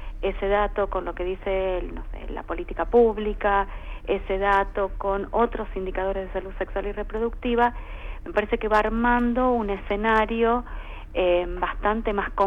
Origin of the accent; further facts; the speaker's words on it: Argentina; la verdad que nosotros como argentinos nos tiene que interesar mirar al interior de cada una de las provincias